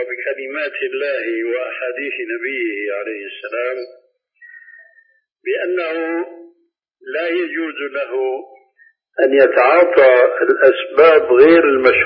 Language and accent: Arabic; Syria; كما يقولون عندنا في سوريا